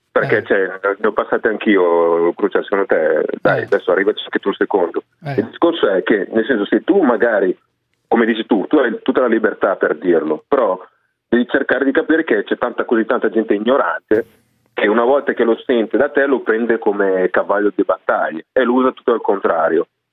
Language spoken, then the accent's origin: Italian; Nigeria; now in Italy; No, sono nigeriano, nazionalista